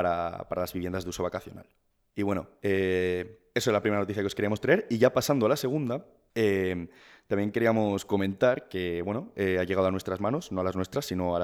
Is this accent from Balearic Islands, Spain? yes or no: yes; Balearic Islands, Spain; now in Madrid, Spain; Pascu y yo, como ya dijimos en el primer programa, somos ambos de Mallorca.